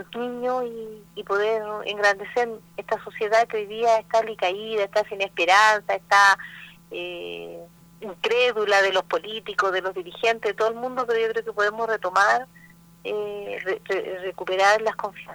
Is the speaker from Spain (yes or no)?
no; Chile; nosotros tenemos que tender como trabajadores y como chilenos a convertirnos en un país desarrollado